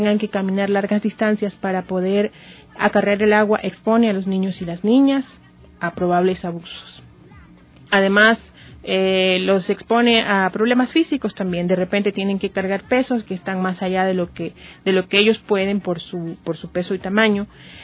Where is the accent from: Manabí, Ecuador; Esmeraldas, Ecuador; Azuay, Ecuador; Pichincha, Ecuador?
Esmeraldas, Ecuador; Yo vengo de la provincia de Esmeraldas, tenemos una crisis de agua